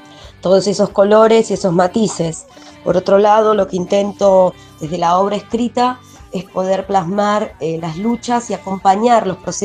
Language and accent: Spanish; Neuquén, Argentina; also born or lived in Chos Malal / Buenos Aires; Nací en Chosmalal. Y me crié en Neuquén Capital. Parte de mi carrera se desarrolló en esta provincia. Luego me trasladé a Buenos Aires